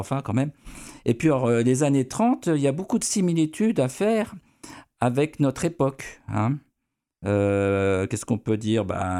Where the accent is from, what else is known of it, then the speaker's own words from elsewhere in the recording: Nancy, Grand Est, France; born there; Oui, parce que ma famille est bretonne. Moi, je suis né à Nancy comme mon frère.